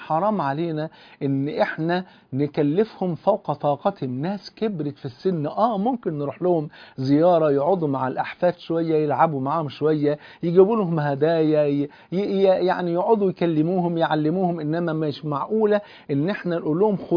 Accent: Egypt; زي ما بيقولوا عندنا في مصر يا مكبرنا يا مصغرنا

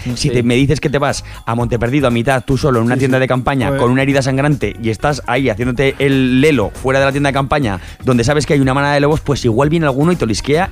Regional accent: Aragon, Spain; hubo gente en España que se los compró, concretamente en Aragón, unos cuantos, en mi pueblo, uno.

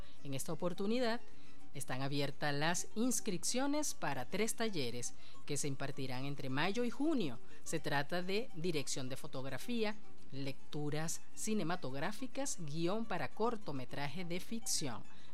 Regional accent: Barcelona, Anzoátegui, Venezuela; Saludo para esos maestros y colegas músicos de Barcelona, estado Anzoátegui, mi tierra natal.

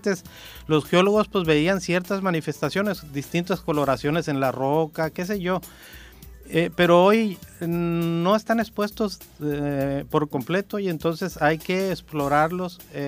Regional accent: Mexico; nosotros lo sufrimos como mexicanos en carne propia en el sismo del 85

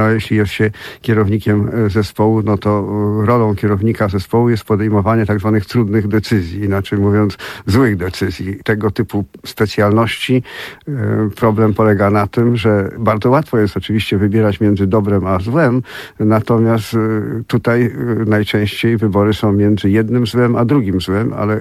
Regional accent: Gdynia, Pomeranian Voivodeship, Poland; Ja z Gdyni pochodzę.

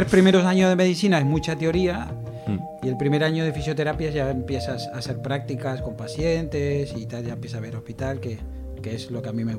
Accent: Uruguay; Bueno, empecé en mi país a estudiar medicina.

